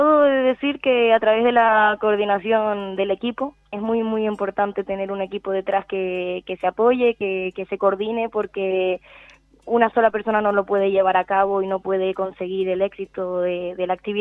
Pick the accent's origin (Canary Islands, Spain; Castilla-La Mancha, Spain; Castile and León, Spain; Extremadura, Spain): Canary Islands, Spain; pusimos un rasgo de nuestra identidad como canaria